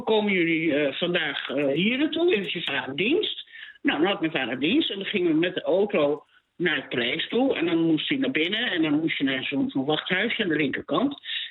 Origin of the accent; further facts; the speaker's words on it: Baarn, Utrecht, Netherlands; Ik kom uit Baren, hè?